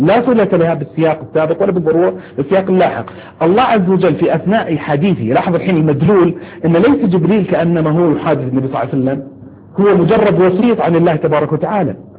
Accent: Saudi Arabia; أحد الظواهر تشكلت عندنا في السعودية ثورة الأسهم

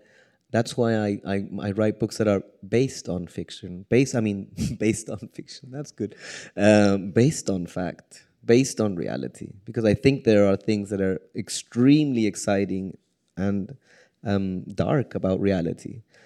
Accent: Chile; I mean, I'm from Chile

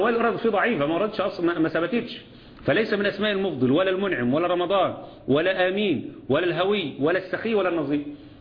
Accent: Egypt; اللي احنا عندنا في مصر في اسم

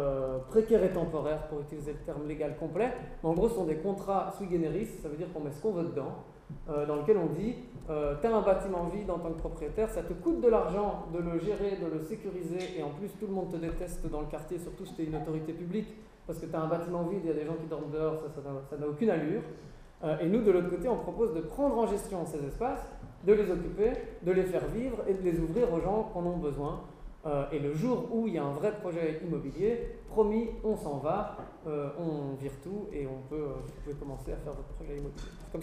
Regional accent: Brussels, Brussels-Capital Region, Belgium; je viens de Bruxelles, effectivement.

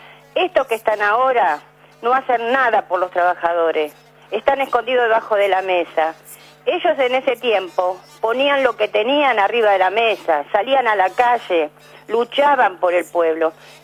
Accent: Buenos Aires, Argentina; muy buen hombre del barrio de Lugano. Yo soy de Lugano

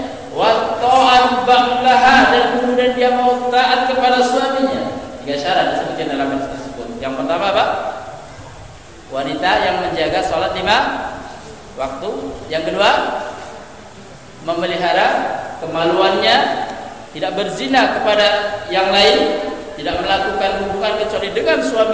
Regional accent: Medan, North Sumatra, Indonesia; Seperti orang-orang di kampung kami sana di Medan

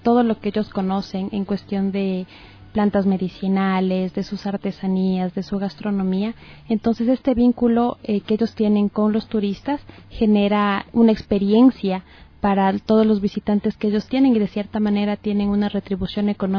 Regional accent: Ecuador; nosotros como ecuatorianos debemos estar muy involucrados con todos los recursos naturales que poseemos dentro del país

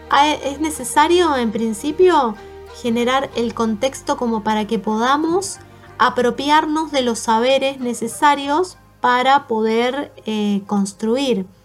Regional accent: Mendoza, Argentina; now in Buenos Aires, Argentina; Yo soy oriunda de Mendoza y terminé estudiando arquitectura en la UBA. Aquí en Buenos Aires

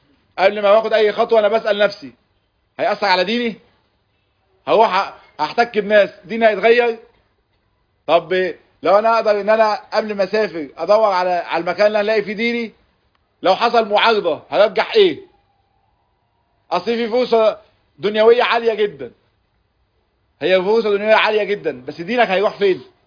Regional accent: Gaza Strip, Palestine; احنا محاصرين بقالنا سنين بس احنا عمرنا ما فيش اصلا حاجه اسمها يهود في غزه.

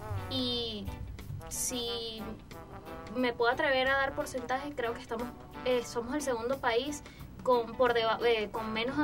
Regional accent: Venezuela; yo no me voy, yo me siento muy cómoda en mi país y conmigo es que este país va a salir adelante

